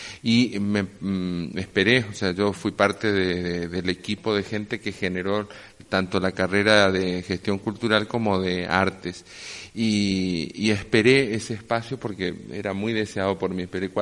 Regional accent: Corrientes, Argentina; vengo de Corrientes, Argentina.

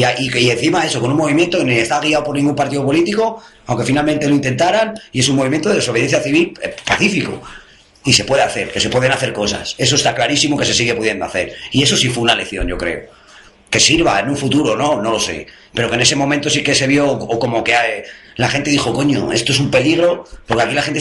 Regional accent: Spain; yo soy español, y bandera de España por todos lados

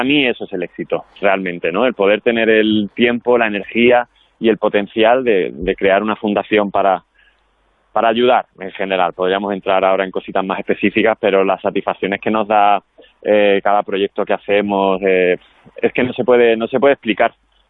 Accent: Andalusia, Spain; porque como soy andaluz

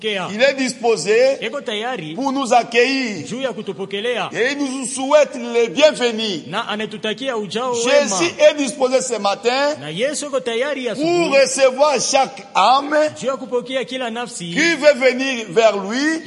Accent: Kongo Central, DR Congo; Je viens du Congo central

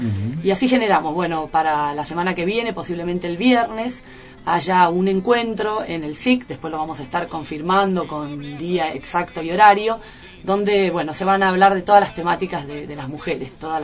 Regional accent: Buenos Aires, Argentina; born there; now in El Bolsón, Argentina; nací en la ciudad, soy porteña, como quien dice, pero hace 20 años que vivo en Bolsón, y conozco Bolsón de toda mi vida, en la panza de mi mamá.

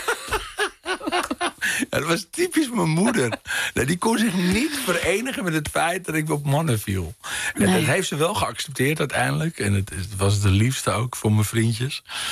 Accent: Amsterdam, North Holland, Netherlands; als ik terugdenk aan de tijd in Amsterdam-Noord en Floradorp, waar ik ben opgegroeid

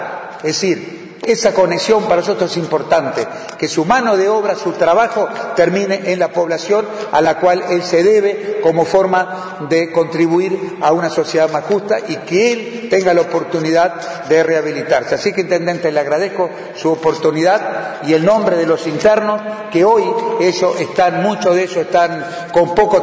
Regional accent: Uruguay; como ciudadano, como uruguayo, como funcionario público, como director del INR

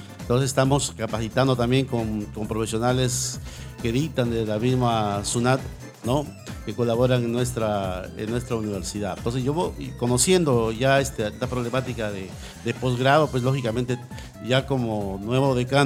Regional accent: Piura, Peru; now in Callao, Peru; Yo no soy chalaco, yo soy piurano, pero ya tengo más de 40 años en el Callao, me siento identificado, he hecho mi carrera en la universidad, he hecho 2 carreras en la universidad, vivo en el Callao

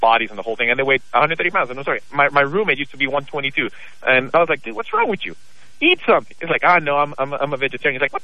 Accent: Houston, Texas, United States; now in Los Angeles, United States; I grew up in Texas, and I grew up in Houston, actually. And I moved to the West Coast just because I wanted something different.

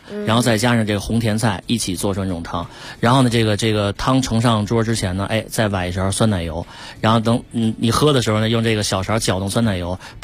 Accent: China; 比较适合我们中国人的胃口

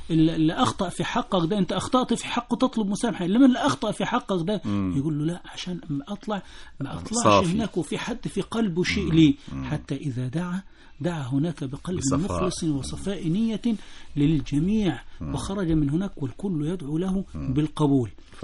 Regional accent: Egypt; جرت عادة الناس عندنا في مصر كلها

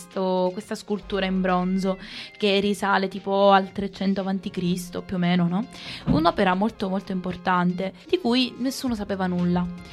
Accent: Sicily, Italy; basta rimarcare sempre questa cosa che sono siciliana

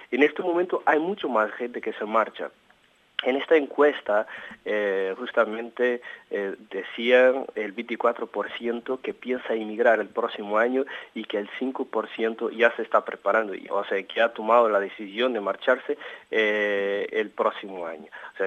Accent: Portugal; Spanish is a second language; revolucionario en Portugal, la contrarrevolución, los aspectos más actuales de lo que pasa hoy en día en mi país.

